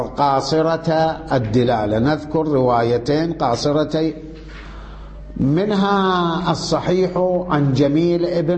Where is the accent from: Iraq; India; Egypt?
Iraq; شلون عندنا بالعراق عين التمر